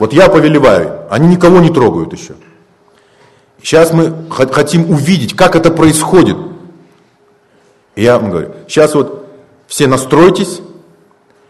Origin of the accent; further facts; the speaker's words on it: Siberia, Russia; Мы говорим, а мы с Байкала. Потому что это жемчужина.